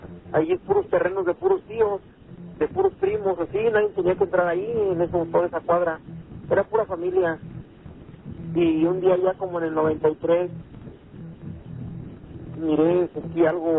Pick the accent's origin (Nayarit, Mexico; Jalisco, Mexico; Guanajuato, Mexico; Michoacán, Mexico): Guanajuato, Mexico; León; yo soy de ahí, de León, Guanajuato.